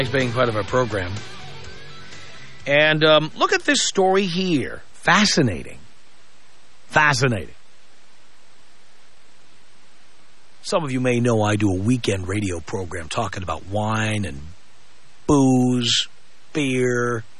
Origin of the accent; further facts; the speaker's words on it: New York City, New York, United States; Well, can I tell you why that is? I grew up in the South Bronx.